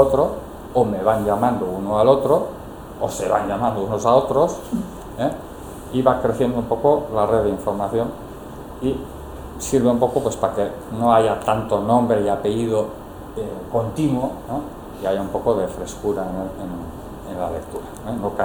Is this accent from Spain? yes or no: yes; Bilbao, Basque Country, Spain; yo soy mi bilbaína